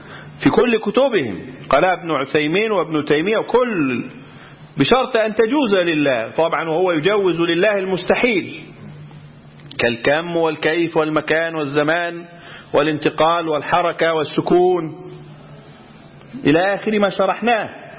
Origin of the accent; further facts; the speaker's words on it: Egypt; وعندنا في مصر القضاء الشرعي يحكم بهذا